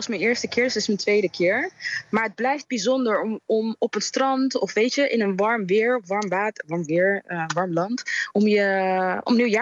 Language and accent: Dutch; Netherlands; now in Curaçao; Ik ben zelf geboren en getogen in Nederland. En ik ken Curaçao van vakanties of vanuit de verhalen vanuit mijn familie, ouders, broers, zussen.